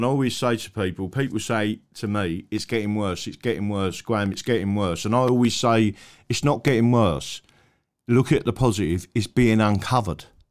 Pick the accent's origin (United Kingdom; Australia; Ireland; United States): United Kingdom; England; I am not a Brit. I am English